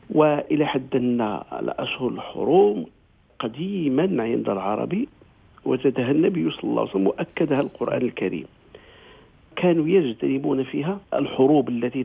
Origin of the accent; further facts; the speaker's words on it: Morocco; وعندنا في المغرب يعني الأغنياء يدفعون زكاة أموالهم في محرم.